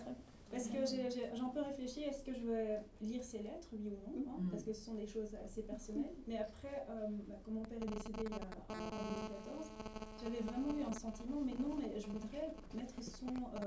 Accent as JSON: {"language": "French", "country": "Belgium", "tie": "born or raised there", "said": "moi en grandissant, majoritairement en Belgique"}